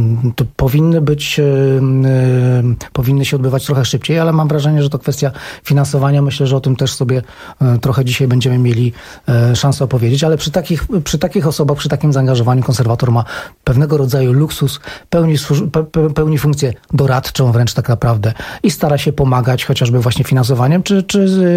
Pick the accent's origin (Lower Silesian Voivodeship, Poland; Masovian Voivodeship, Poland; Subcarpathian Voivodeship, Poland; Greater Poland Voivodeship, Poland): Lower Silesian Voivodeship, Poland; Wrocław; Ja jestem wrocławianinem